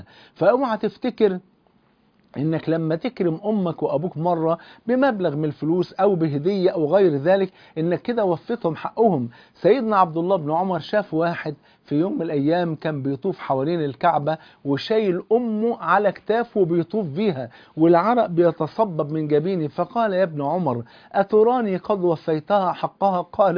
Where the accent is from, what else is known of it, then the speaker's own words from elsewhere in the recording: Egypt; زي ما بيقولوا عندنا في مصر يا مكبرنا يا مصغرنا